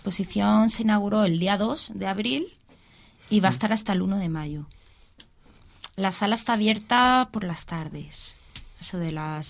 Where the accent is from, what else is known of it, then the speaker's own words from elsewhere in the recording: Alicante, Valencian Community, Spain; yo nací aquí en Juan 23, de pequeñita. Estuve hasta los 6 años en el primer sector, que ahora es Ciudad Elegida.